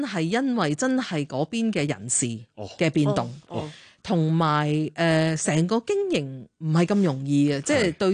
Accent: Shanghai, China; 乜你會知道我上海人？

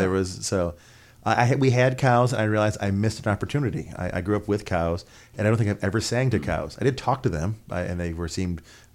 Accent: New York, United States; I grew up on a farm myself, just in Ontario County.

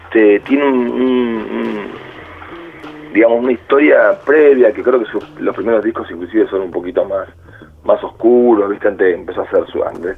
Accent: Buenos Aires, Argentina; Pero no, somos de Capital

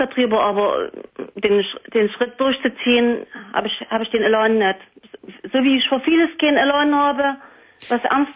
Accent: East Germany, Germany; Da habe ich ja sogar noch gearbeitet zu DDR-Zeiten. Also ich bin aus dem Osten

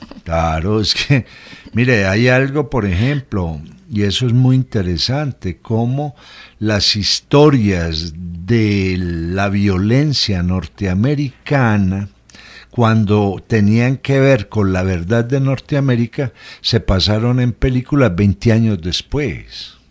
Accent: Colombia; hay un problema con las producciones de cine y televisión colombianas, que le estamos mostrando al mundo lo peligrosos que somos

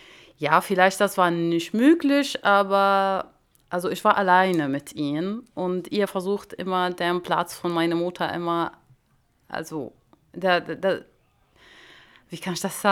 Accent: Damascus, Damascus Governorate, Syria; German is a second language; Also ich bin im Damaskus im Syrien aufgewachsen bin. Ich bin Palästinenserin, also aber im Syrien geboren. Ja, ich bin im Damaskus in eine, ja, so eine kleine Stadt, kann ich sagen, heißt Mukhayam al-Yarmouk.

